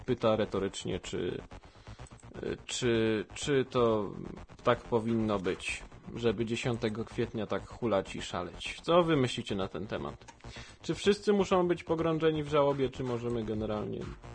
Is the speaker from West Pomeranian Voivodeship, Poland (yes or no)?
no; Sochaczew, Masovian Voivodeship, Poland; bo ja jestem z Sochaczewa, tu nieskromnie się przyznam